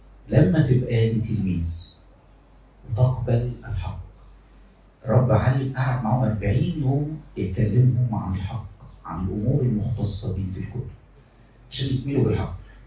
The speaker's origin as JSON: {"language": "Arabic", "country": "Egypt", "said": "احنا مصريين قوي يعني، زي المصريين كده"}